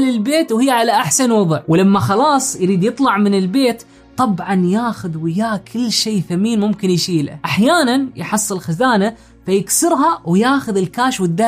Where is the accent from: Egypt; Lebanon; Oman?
Oman; خلونا الحين نجرب نشتري، بما أني من عمان راح أحط عمان